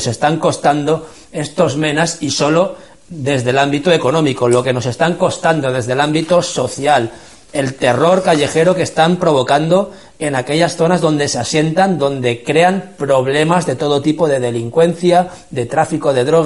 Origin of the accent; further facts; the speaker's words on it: Spain; nosotros, que somos el pueblo español